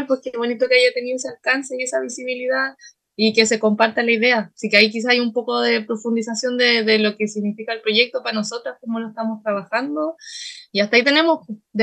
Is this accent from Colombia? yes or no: no; Santiago, Santiago Metropolitan Region, Chile; yo fui nacida y criada allá en Santiago